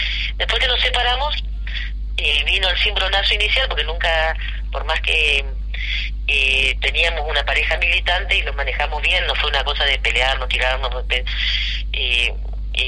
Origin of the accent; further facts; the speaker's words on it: Corrientes, Argentina; yo vengo de Corrientes, donde toda la vida gobernaron los conservadores, entonces tengo un perfil de oposición